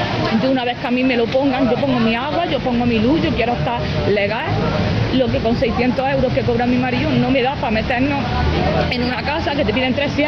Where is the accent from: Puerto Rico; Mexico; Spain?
Spain; Granada, Andalusia; Yo y mi marido somos de aquí de Granada, estuvimos en Tarragona trabajando, solo que el trabajo era temporal